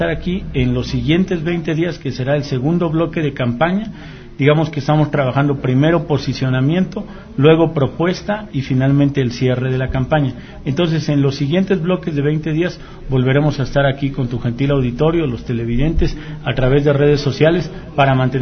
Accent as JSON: {"language": "Spanish", "town": "Xalapa", "region": "Veracruz", "country": "Mexico", "tie": "born there", "said": "Nací en el centro, nací en Clavijero con Altamirano, en el Sanatorio Guadalupe."}